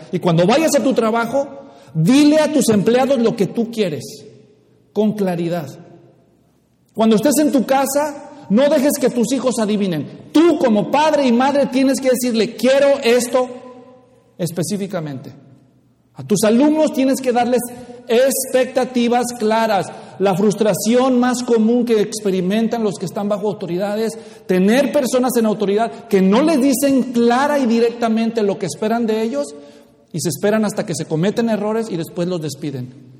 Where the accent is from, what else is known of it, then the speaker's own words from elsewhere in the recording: Mexico; soy mexicano y hay partes de México donde nos gusta andarnos con rodeos y otras partes donde son muy directos.